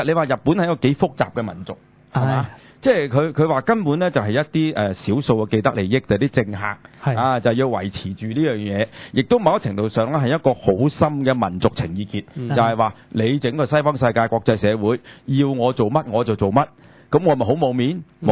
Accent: China; 但系我哋中国人咧就好滑头嘅

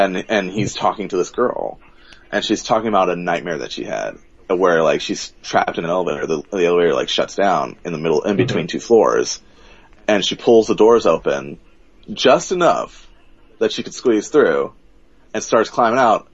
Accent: Texas, United States; So, because I was raised in Texas... So we're all just kind of, so everybody in Texas just kind of cares about America in the school system.

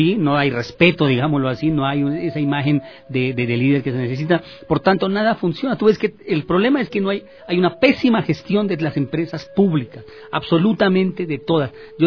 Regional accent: Colombia; now in Quito, Ecuador; nosotros los quiteños, que te digo, nos reunimos, a pesar de que, hablando de migración, yo soy colombiano de origen, vivo aquí 34 años, ya soy nacionalizado, pero amo a este Quito

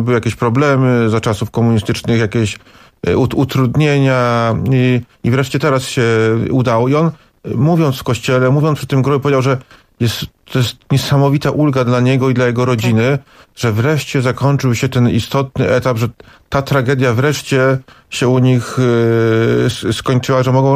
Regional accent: Markowa, Subcarpathian Voivodeship, Poland; pochodzę z tej miejscowości. Jestem nawet spokrewnionym z … bo była ona siostrą mojej babci i mamą chrzestną mojego taty.

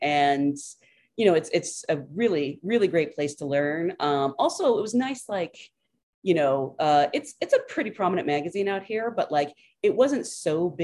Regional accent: Salem, Oregon, United States; I grew up in Salem, Oregon, which is a tiny little town about an hour outside of Portland

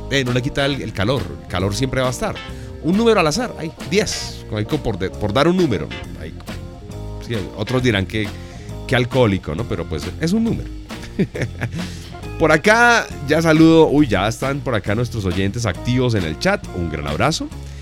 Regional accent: Bogotá, Colombia; Pero bueno, soy bogotano, me encanta el frío.

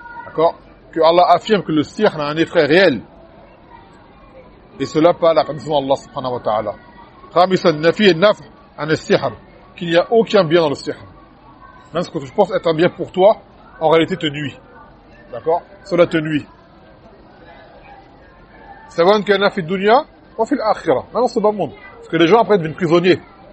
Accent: Martinique, France; Je me rappelle quand j'étais petit à Martinique qui racontait.

